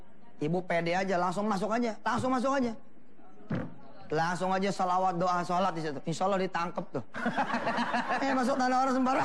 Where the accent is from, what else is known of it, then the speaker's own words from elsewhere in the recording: Jakarta, Indonesia; Ribet, saya ini orang Betawi ya, gak demen dikecilin orang.